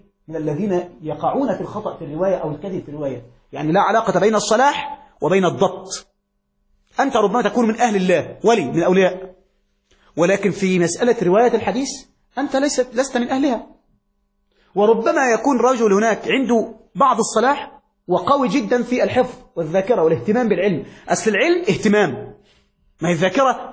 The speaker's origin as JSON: {"language": "Arabic", "country": "Egypt", "said": "وفي مثل عندنا في مصر"}